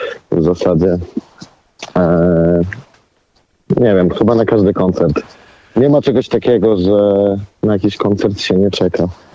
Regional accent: Olsztyn, Warmian-Masurian Voivodeship, Poland; Ja akurat pochodzę z Olsztyna, gdzie jest 16 jezior.

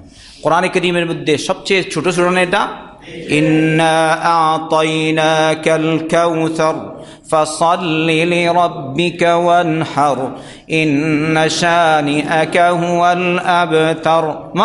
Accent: Sylhet Division, Bangladesh; কারণ আমি সিলেটের মানুষ তো আমি বুঝি না বেশি।

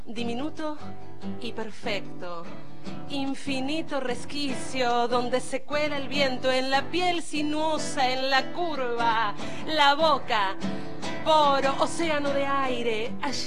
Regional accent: Buenos Aires, Argentina; born there; Acá en Capital Federal.

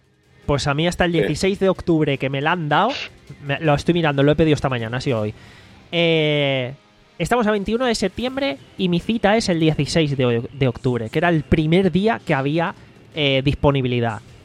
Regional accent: Valencian Community, Spain; si yo soy de España y voy

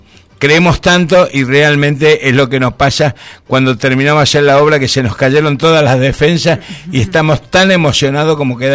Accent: Rosario, Santa Fe, Argentina; now in Madrid, Spain; Yo hace 41 años que vivo en Madrid, pero soy de Rosario, ya soy de la Patagonia, pero también cuando crecí tuve que volar a buscar mi futuro

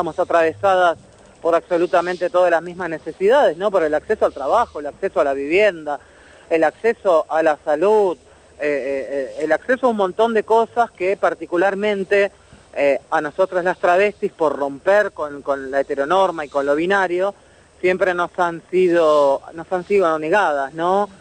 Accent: Lomas del Mirador, Buenos Aires Province, Argentina; yo soy de ahí de Loma Admirador también

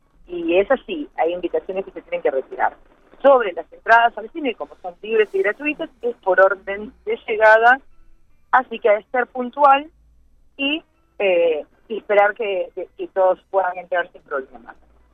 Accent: Uruguay; como somos los uruguayos, sin presionar y acosar a las felicidades

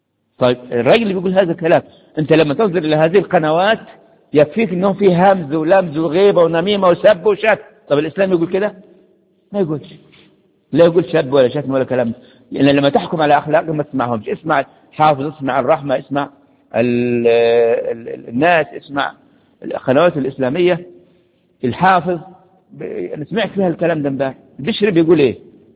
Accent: Egypt; بلادنا بلادنا مصر عشان كيف يصلح حالها

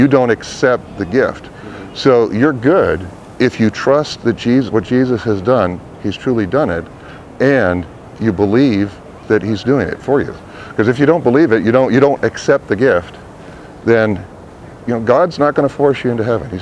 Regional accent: Massachusetts, United States; Which, by the way, I'm from Massachusetts. Red Sox gets two.

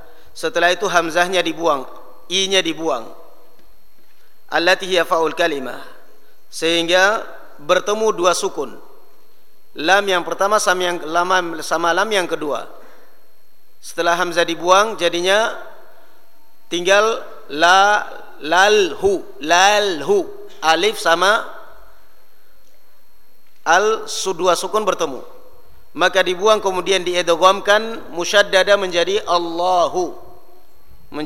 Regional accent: Java, Indonesia; Kalau kita apa orang Indonesia, apalagi kalau kita orang Jawa, Abduwah.

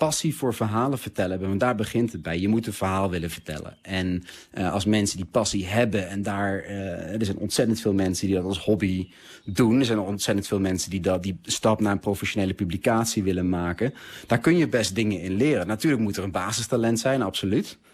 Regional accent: Netherlands; En ik ben Nederlander

